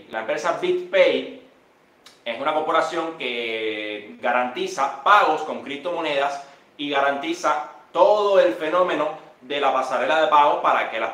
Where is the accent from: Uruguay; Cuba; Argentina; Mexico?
Cuba; yo, cubano, nací hace 34 años en Isla de Galicia.